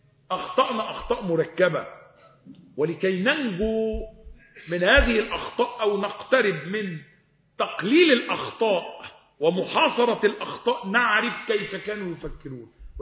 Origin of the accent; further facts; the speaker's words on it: Egypt; الإمام الليث ابن سعد اللي هو عندنا في مصر،